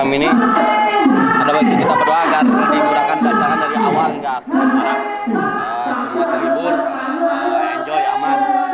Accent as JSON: {"language": "Indonesian", "region": "West Java", "country": "Indonesia", "said": "Kita Sunda."}